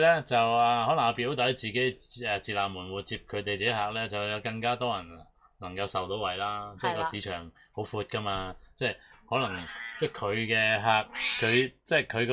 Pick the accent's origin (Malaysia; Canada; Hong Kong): Hong Kong; 咁你咪即系我哋香港人嗰种传统之中